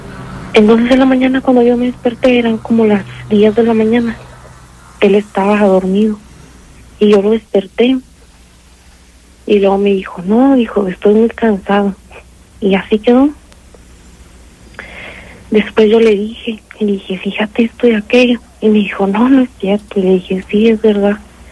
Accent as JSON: {"language": "Spanish", "town": "San Miguel de Allende", "region": "Guanajuato", "country": "Mexico", "tie": "born or raised there", "said": "yo soy originaria de San Miguel de Allende."}